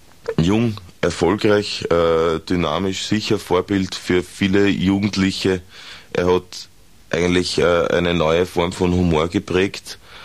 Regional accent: Austria; wir brauchen uns als Österreicher, als Österreicherinnen, eigentlich brauchen wir uns überhaupt nicht aus dem Land rausbewegen

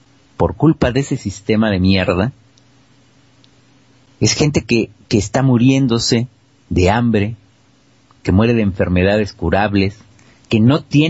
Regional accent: Mexico; now in Argentina; Yo que soy un hijo de la crisis y que vengo de México, de un país en crisis, llegué a otro en crisis

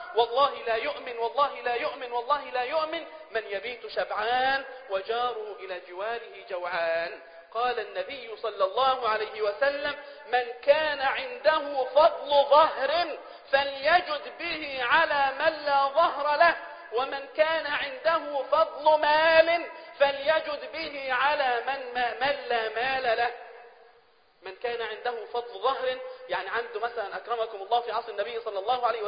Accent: Egypt; يعني احنا لو عندنا في مصر في هذه الأيام أكبر ثروة اقتصادية في العالم

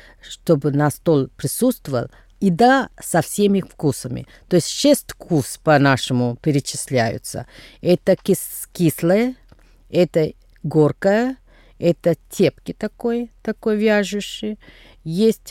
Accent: Tamil Nadu, India; Russian is a second language; у нас Новый год в Южной Индии. Как, где я происхожу из Тамильнаду.

